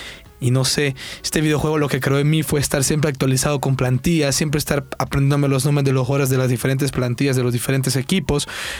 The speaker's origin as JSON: {"language": "Spanish", "region": "La Libertad", "country": "El Salvador", "tie": "born or raised there", "also_born_or_lived": "San Salvador", "said": "yo tengo 19 años. Soy salvadoreño, como les dije. Nací en la capital, San Salvador, pero viví la mayor parte de mi vida en un lugar que se llama La Libertad, que se encuentra a 25 minutos de la playa."}